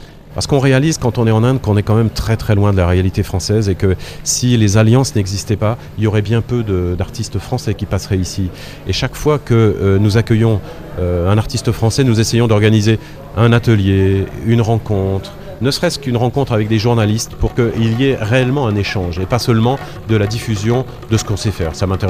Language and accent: French; Cirey-sur-Vezouze, Grand Est, France; now in India; Effectivement, je viens de Lorraine, je suis né à Ciré-sur-Vezouze